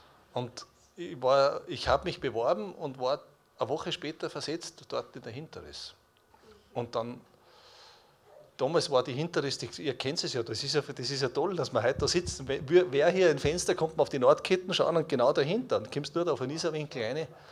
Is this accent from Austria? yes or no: yes; Bruck an der Glocknerstraße, Salzburg, Austria; Ich bin geboren und aufgewachsen da im Salzburgischen, Bruck an der Glocknerstraße